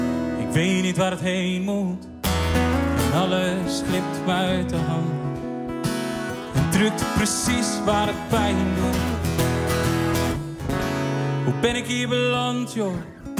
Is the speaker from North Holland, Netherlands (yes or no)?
no; Drenthe, Netherlands; now in Zwolle, Netherlands; Want wij zijn drie mensen uit Drenthe. Maar ik ben persoonlijk dan weer vertrokken naar Zwolle.